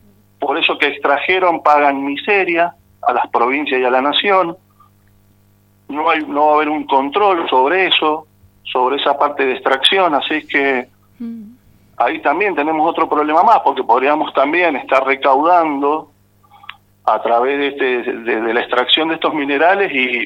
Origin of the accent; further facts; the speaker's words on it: Argentina; A mí me preocupa mucho perder hoy día Vaca Muerta, por ejemplo, como argentino.